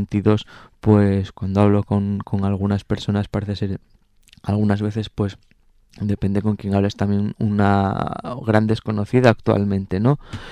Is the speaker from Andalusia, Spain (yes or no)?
no; Asturias, Spain; el sitio donde crecí, ¿no?, sino también ahí está mi familia, pues un montón de amigos y bueno, y mi tierra